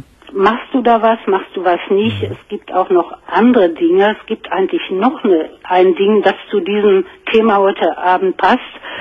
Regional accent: Germany; Nein, ich bin eine Deutsche.

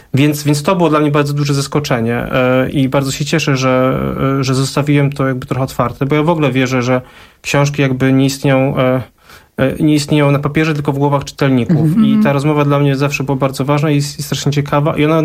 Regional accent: Bydgoszcz, Kuyavian-Pomeranian Voivodeship, Poland; wychowałem się w tej robotniczej rodzinie powileńskiej w Bydgoszczy

